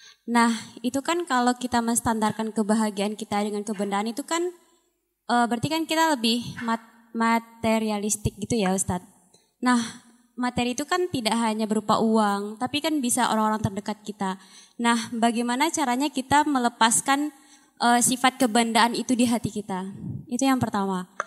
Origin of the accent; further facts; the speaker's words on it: Padang, West Sumatra, Indonesia; saya dari Padang.